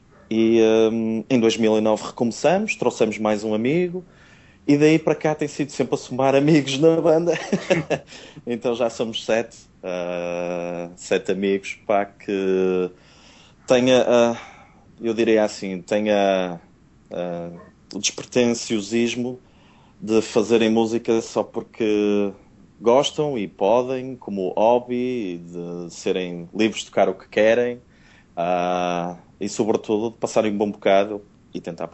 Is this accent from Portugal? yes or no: yes; Porto, Portugal; accent: Porto; tenho o sotaque do Porto, não é?